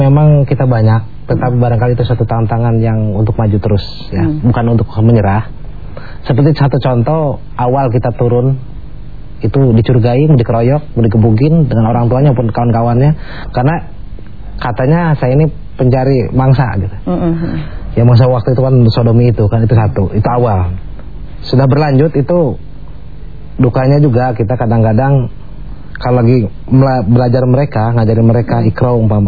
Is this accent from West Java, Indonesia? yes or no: yes; Garut, West Java, Indonesia; also born or lived in Jakarta; asli saya orang Jawa Barat, orang Garut. Itu saya tahun sebelum tahun 70-an saya di Jakarta.